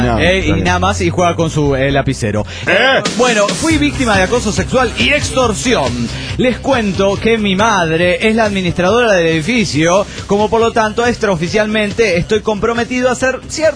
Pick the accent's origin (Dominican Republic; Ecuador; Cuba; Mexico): Mexico; Mexico City; del DF mexicano!